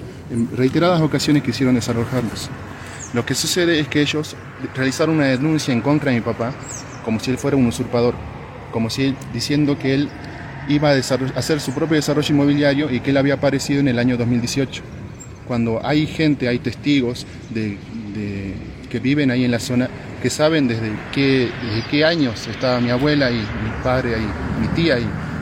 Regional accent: Jujuy, Argentina; soy de la comunidad Turcapacha, mi familia se estableció ahí en lo que se denominaba el margen del río Los Alisos.

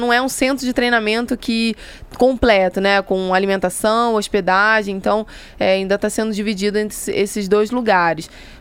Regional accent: Rio de Janeiro, Brazil; Eu sou carioca, né, como todo mundo já percebeu

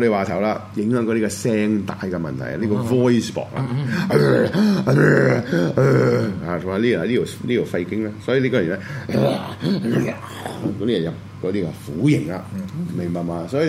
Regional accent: China; 我中國人嘅，我只能夠睇翻中國人嘅文化。

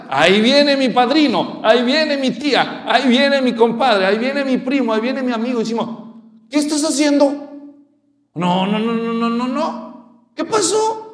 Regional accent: Guadalajara, Jalisco, Mexico; Yo ya sabía, porque yo soy de Guadalajara y empezaron ellos.

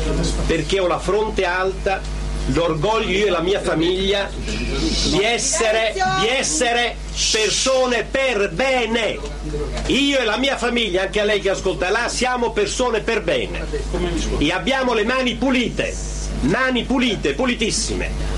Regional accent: Southern Italy, Italy; born there; rivendico il fatto che sono nato qua nel Mezzogiorno

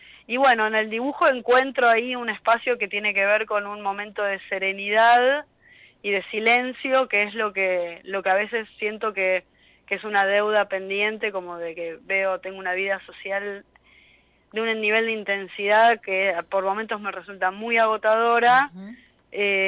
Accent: Buenos Aires, Argentina; Yo, además, bueno, nací en La Boca, en un barrio que se llama Catalina Sur, que es un barrio muy hermoso porque tiene mucho verde, y entonces hice el jardín ahí, hice la primaria ahí. Era medio como un, dentro de lo que es la Ciudad Autónoma de Buenos Aires, es medio un micromundo

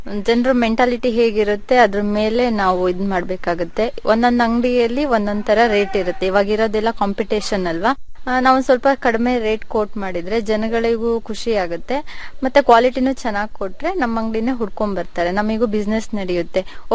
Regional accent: Aldur, Karnataka, India; now in Shivamogga, India; ಚಿಕ್ಕಮಂಗಳೂರು ಹತ್ರ ಆಲ್ದೂರು.

